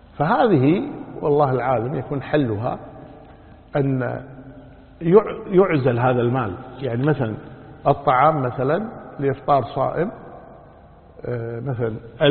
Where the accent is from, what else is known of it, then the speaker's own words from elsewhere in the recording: Kuwait; أما إذا كان المطار وسط البلدة مثل عندنا في الكويت مثلا، المطار في وسط البلد